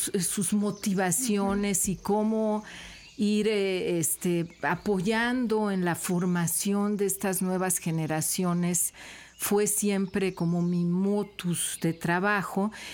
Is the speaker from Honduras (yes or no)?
no; Mexico City, Mexico; born there; moved away as an adult; now in Xalapa, Mexico; Veracruzana desde hace muchos años, de hecho más de 30. Desde que llegué a Jalapa, yo nací en la Ciudad de México. Ahí estudié en la Universidad Nacional Autónoma de México